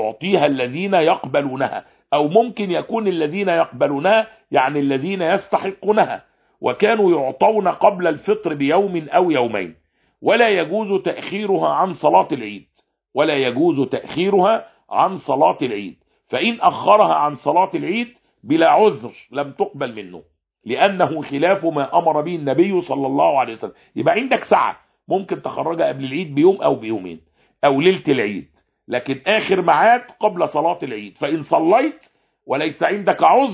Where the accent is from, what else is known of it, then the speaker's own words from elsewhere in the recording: Egypt; ويا عم ما فيش حد عندنا في مصر بياكل اقط